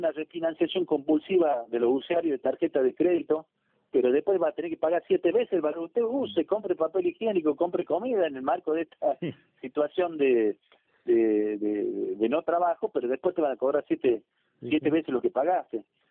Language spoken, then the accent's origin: Spanish; Salta, Argentina; Yo soy de Salta